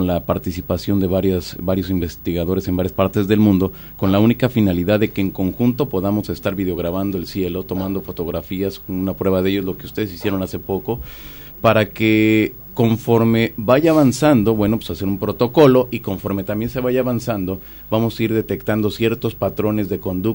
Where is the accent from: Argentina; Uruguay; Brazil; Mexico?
Mexico; al menos en mi país, en México, 1991, la gente comenzaba a tener cámaras de video